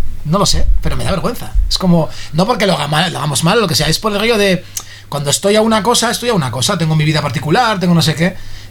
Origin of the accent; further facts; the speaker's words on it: Basauri, Basque Country, Spain; Yo soy de Basauri, yo soy de Basoselay.